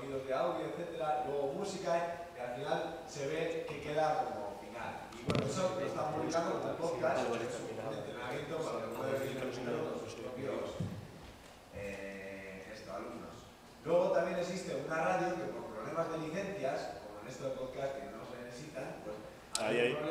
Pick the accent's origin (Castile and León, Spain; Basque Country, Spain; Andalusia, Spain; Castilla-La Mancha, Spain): Basque Country, Spain; ya que venimos de Euskal Herria y a veces el lenguaje es problema y a veces es desconocimiento, ¿no?